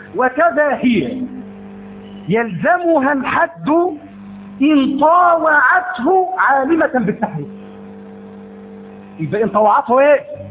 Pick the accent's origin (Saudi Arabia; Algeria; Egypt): Egypt; ليس عندنا إماء في مصر؟